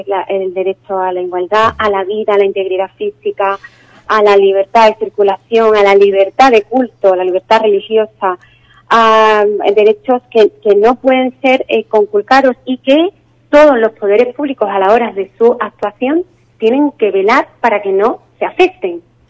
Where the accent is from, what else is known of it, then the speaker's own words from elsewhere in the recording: Spain; a mí, como ciudadana, como jurista, como española, como demócrata